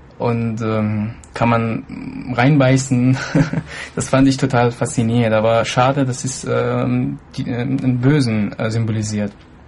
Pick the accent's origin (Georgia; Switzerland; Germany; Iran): Iran; German is a second language; Ich bin im Iran aufgewachsen